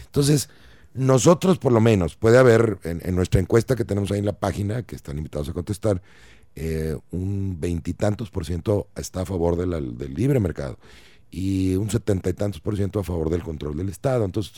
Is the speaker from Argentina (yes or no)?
no; Mexico; Cada uno de nosotros como mexicanos debemos de tomar decisiones